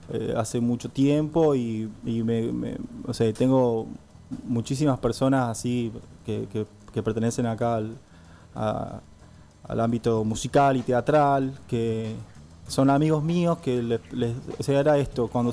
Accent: Tucumán, Argentina; Sí, yo soy tucumano.

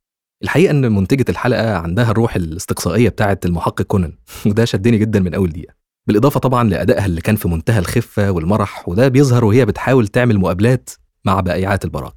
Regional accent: Egypt; أو زي ما بنقول عندنا في مصر مثلا من طقطق لسلام عليكم

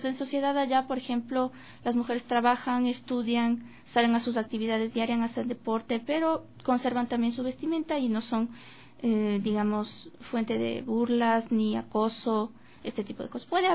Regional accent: Ecuador; tiene mucha diferencia aquí con lo que practicábamos como ecuatorianos

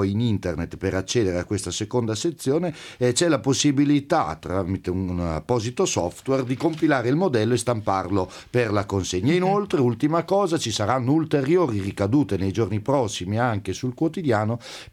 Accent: Urbino, Marche, Italy; Sono di Urbino.

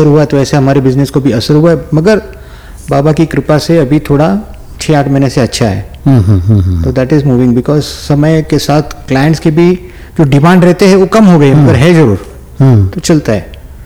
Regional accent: Mumbai, Maharashtra, India; born there; मैं बॉम्बे में, मेरा जन्म बॉम्बे में हुआ है और मेरी उम्र है अभी 62 ईयर्स।

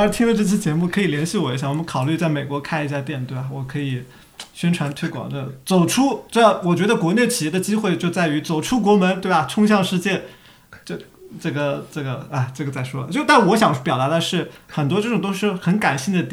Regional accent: Shanghai, China; moved away as an adult; now in United States; 我在上海生活长大22年我才过来，那我的所有的文化我们都还是中国味

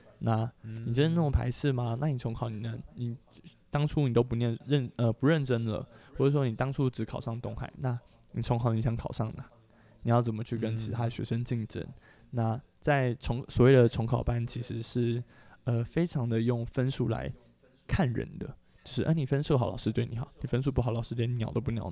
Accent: Taipei, Taiwan; 我是台北人、欸、那我来台中我其实也没有生活的很习惯，所以我也想要回台北

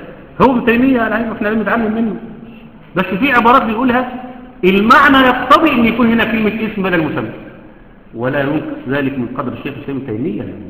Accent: Egypt; حتى احنا عندنا كمصريين

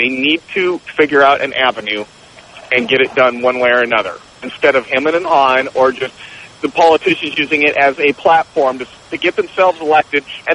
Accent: Oregon, United States; now in California, United States; I'm from Oregon, and that's what they called it there. I had to relearn it here.

